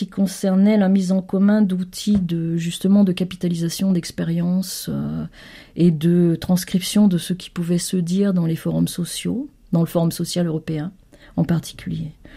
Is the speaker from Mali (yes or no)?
no; Senegal; also born or lived in Côte d'Ivoire; j'ai grandi en Afrique de l'Ouest, où je suis arrivée en 1960, donc à l'aube des indépendances, avec mes parents, bien entendu. Et j'ai grandi d'abord au Sénégal, puis en Côte d'Ivoire. J'étais à l'école publique. Et donc, j'ai appris à lire et à écrire au Sénégal.